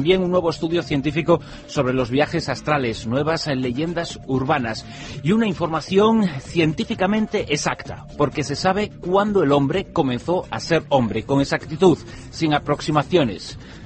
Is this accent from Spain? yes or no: yes; Spain; Los españoles somos los europeos menos concienciados en materia medioambiental.